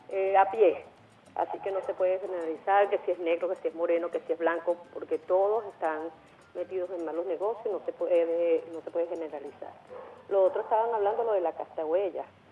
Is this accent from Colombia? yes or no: no; Venezuela; Yo soy venezolana